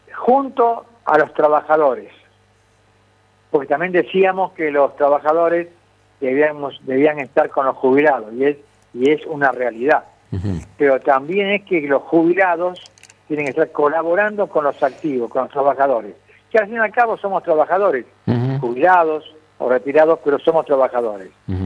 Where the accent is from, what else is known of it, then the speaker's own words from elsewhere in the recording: Santa Fe, Argentina; yo soy santafesino, de ley, como dice la canción